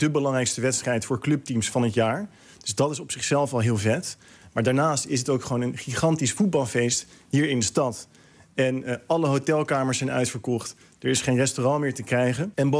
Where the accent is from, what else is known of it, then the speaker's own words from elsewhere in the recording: Netherlands; Wat natuurlijk als Nederlander een beetje raar voelt.